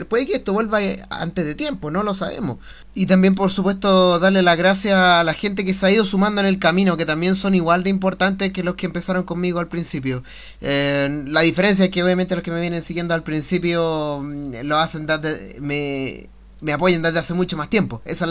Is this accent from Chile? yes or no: yes; Chile; por los metaleros que somos nosotros aquí, chilenos